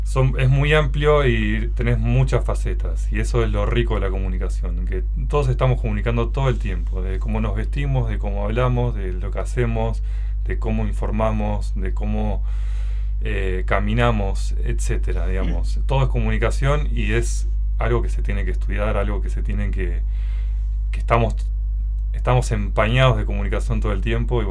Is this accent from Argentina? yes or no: yes; Neuquén, Argentina; moved away as an adult; also born or lived in Buenos Aires; Yo soy oriundo de Neuquén, nací y criado en Neuquén.